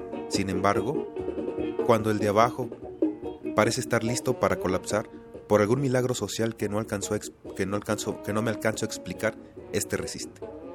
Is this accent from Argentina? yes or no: no; Mexico; Por lo tanto, cree que soy un violador porque soy mexicano.